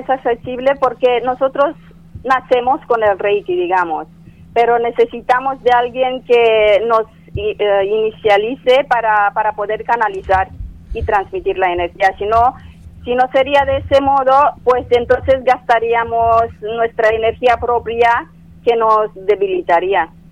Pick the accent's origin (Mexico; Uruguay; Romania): Romania; Spanish is a second language; Soy de Rumanía.